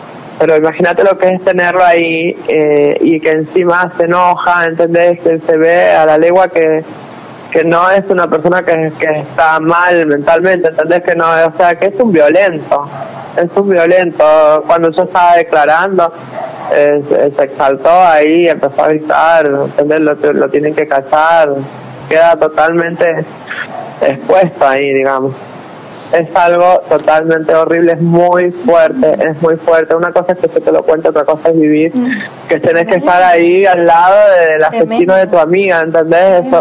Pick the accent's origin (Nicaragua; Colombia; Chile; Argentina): Argentina; San Juan; yo soy oriunda de San Juan